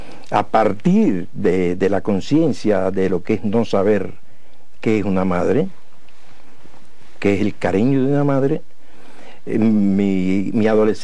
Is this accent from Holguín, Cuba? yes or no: yes; Mayarí, Holguín, Cuba; caímos en mi pueblo. Y creo que si algo importante tiene Mayarí en ese cariño que me tiene la gente